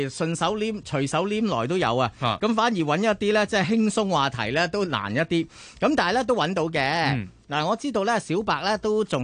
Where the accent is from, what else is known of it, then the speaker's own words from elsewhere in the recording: Hong Kong; 成为咗我哋香港人咧说话咧。